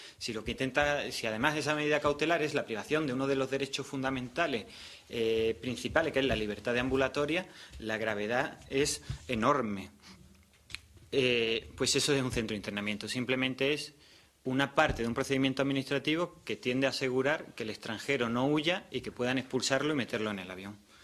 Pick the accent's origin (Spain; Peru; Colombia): Spain; Málaga, Andalusia; La realidad de Madrid, yo además vengo de Málaga, y noté que era diferente